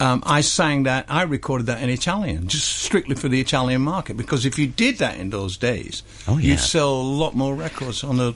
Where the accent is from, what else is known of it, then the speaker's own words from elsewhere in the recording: United Kingdom; being British